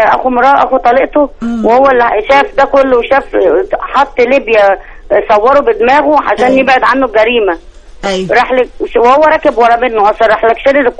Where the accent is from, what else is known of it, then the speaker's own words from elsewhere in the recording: Sharqia Governorate, Egypt; انا من الشرقيه